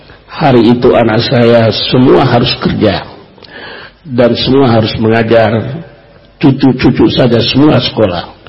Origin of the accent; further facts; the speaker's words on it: East Nusa Tenggara, Indonesia; Ini saya dari Flores, Cak Nun dari Jombang.